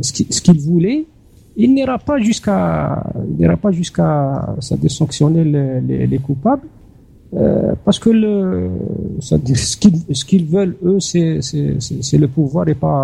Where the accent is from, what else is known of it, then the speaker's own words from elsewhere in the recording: Chlef, Chlef Province, Algeria; Moi, je suis de Chlef, j'habite à Chlef.